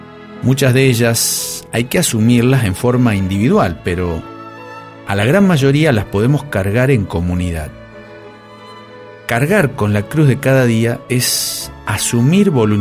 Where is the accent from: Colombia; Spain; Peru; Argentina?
Argentina; Arteaga, Santa Fe; Hace varios años, el padre Ángeles Groy, que era párroco de mi pueblo natal de Arteaga, hizo hacer a unos carpinteros una cruz larga y pesada.